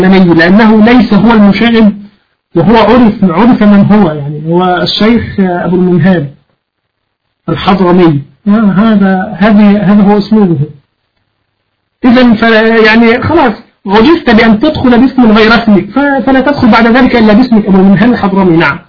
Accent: Egypt; لا أنا مصري

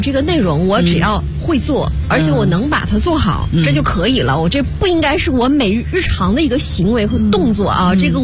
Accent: Northeast China, China; 因为我是东北人，黑土地就很玄妙，就你一旦触到了那片黑土，你所有的力量又回归了啊

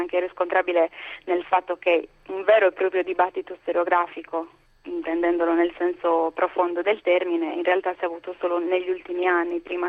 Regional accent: Sardinia, Italy; poi lo dice a me che sono sarda, quindi se certo, vogliamo, anche noi siamo una minoranza, abbiamo la nostra lingua

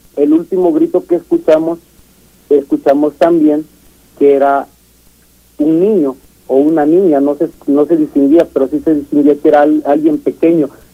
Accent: Catemaco, Veracruz, Mexico; Y yo soy originario de Veracruz.

